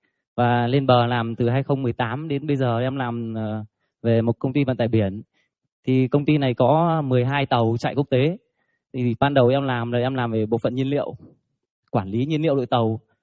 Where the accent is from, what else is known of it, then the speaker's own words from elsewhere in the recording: Hai Phong, Vietnam; em cũng sinh ra là nông thôn, bố mẹ em làm nghề nông. Và em đến từ Hải Phòng. Bố mẹ em thì cũng làm nghề nông